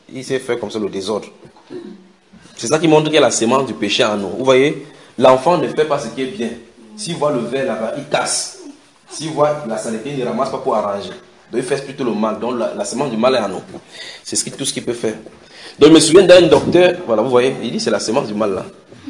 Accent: Cameroon; Chez nous au Cameroun, chaque fois on travaille, on voit, on dit, c'est dans l'obscurité

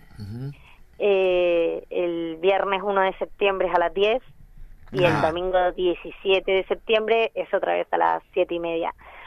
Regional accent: Canary Islands, Spain; now in Argentina; No, no, soy de las Islas Canarias.

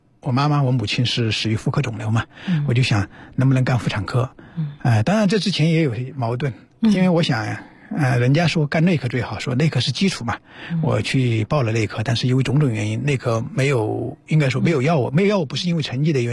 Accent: Chongqing, China; 因为在之前我们像我们老家也是重庆嘛

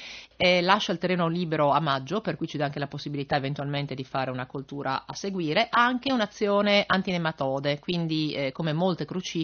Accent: Friuli-Venezia Giulia, Italy; siamo friulani per cui un po' di giusto trattenimento dell'entusiasmo ci sta

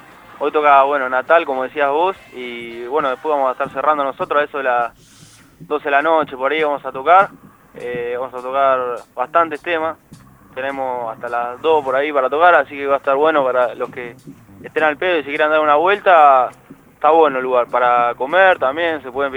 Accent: Ringuelet, Buenos Aires Province, Argentina; yo soy de Ringuelet. Así que dentro de todo estamos acá cerquita.

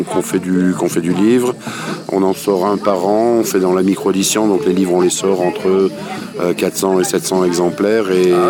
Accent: South-West France, France; quand on vient du Sud-Ouest, c'est une région très demandée.

